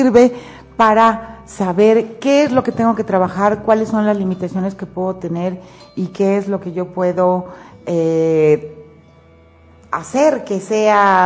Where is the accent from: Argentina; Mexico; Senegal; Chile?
Mexico; born there; el lugar donde yo nací. En mi caso, bueno, pues fue México